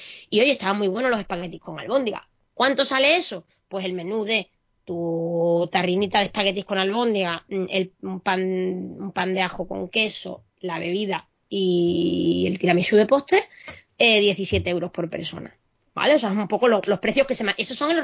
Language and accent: Spanish; Spain; A ver, ¿sabes que soy española? Que eso es mi sello de identidad.